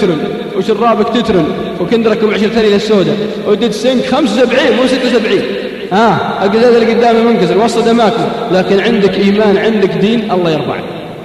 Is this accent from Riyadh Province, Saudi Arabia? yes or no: no; Al-Qassim, Saudi Arabia; إذا صار مثلي أسمر عندنا بالقصيم يسمونه عبيد